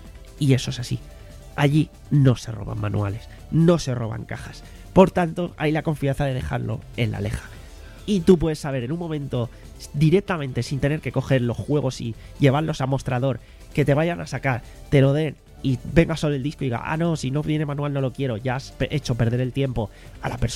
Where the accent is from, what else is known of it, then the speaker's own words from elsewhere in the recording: Spain; como aquí somos unos putos crápulas, hablo en general como sociedad española en ese sentido